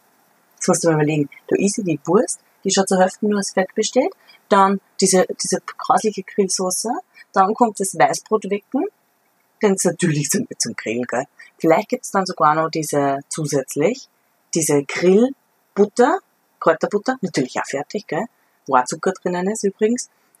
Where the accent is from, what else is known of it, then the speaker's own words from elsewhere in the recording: Ottensheim, Upper Austria, Austria; Naja, ich komme aus Ottensheim.